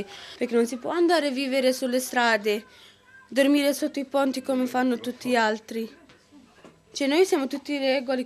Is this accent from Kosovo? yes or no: yes; Kosovo; Dal Kosovo.